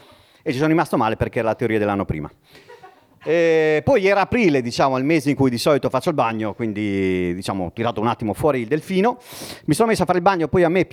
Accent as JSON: {"language": "Italian", "town": "Bologna", "region": "Emilia-Romagna", "country": "Italy", "tie": "born there", "said": "io sono nato a Bologna, quindi Andrea ha citato Bologna, io in effetti sono nato a Bologna."}